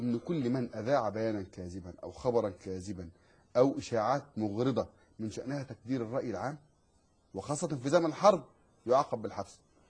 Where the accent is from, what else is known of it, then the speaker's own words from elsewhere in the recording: Egypt; ومن قريتي انا قريه الكماشي